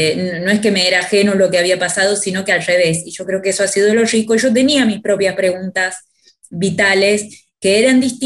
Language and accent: Spanish; Tucumán, Argentina; now in Buenos Aires, Argentina; Yo soy tucumana, había venido a estudiar sociología a Buenos Aires y estaba en los primeros años de la carrera, tenía 23, 24 años.